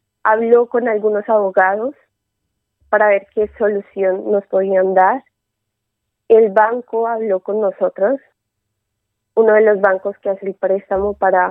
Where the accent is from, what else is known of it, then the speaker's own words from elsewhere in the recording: Colombia; moved away as an adult; now in Crevillent, Spain; Yo soy colombiana. Llegué no hace mucho aquí a España para continuar con mis estudios y buscando cerca a donde yo estoy actualmente, que es en Crevillentes.